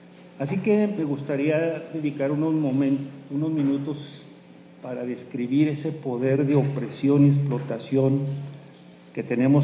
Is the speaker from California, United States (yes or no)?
no; New Mexico, United States; en la región de donde vengo, en el caso, por ejemplo, de la cosecha de chile de Nuevo México